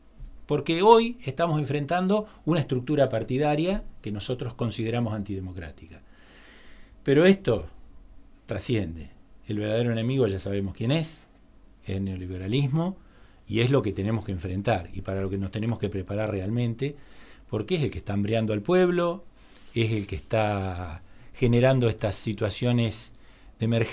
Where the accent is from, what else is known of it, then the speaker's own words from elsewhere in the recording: Buenos Aires, Argentina; now in La Pampa, Argentina; me vine de Buenos Aires, estudié aquí en La Pampa.